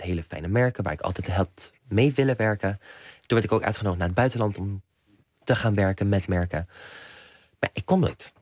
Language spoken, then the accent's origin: Dutch; Netherlands; mijn ouders zijn Nederlands. Ik woon in Nederland. Ik ben misschien hier niet opgegroeid, maar ik ben wel Nederlander.